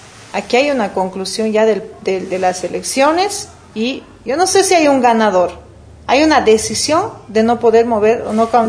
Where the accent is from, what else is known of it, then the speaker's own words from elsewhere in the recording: Bolivia; los que somos bolivianos deberíamos de estar pensando en pasar esa hoja